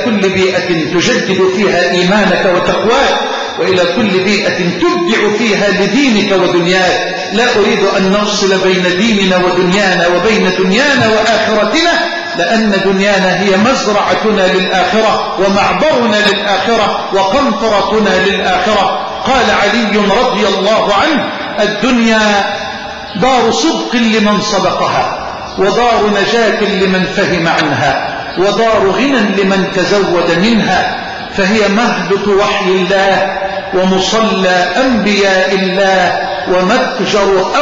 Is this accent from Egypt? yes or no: yes; Egypt; اللهم اجعل بلدنا مصر واحه للامن والامان